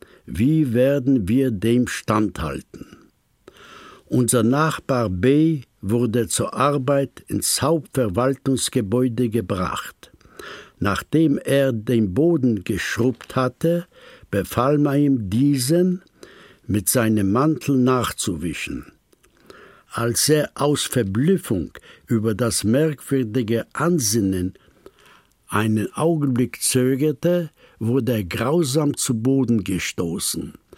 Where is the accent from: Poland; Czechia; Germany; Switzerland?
Poland; German is a second language; moved away; ich stamme aus Polen. Ich bin zwischen 87 Jahre alt geworden